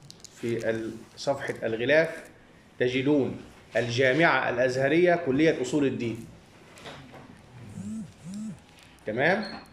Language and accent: Arabic; Egypt; ونحن عندنا في مصر 3 مشهورون